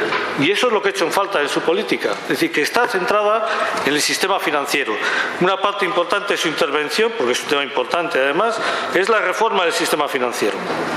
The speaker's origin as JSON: {"language": "Spanish", "region": "Basque Country", "country": "Spain", "said": "por ejemplo en mi país, especialmente en Euskal Herria"}